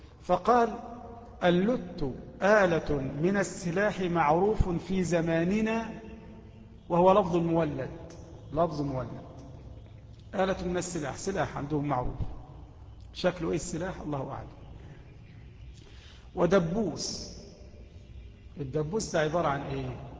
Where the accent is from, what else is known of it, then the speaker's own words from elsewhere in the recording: Egypt; وإحنا من أهل مصر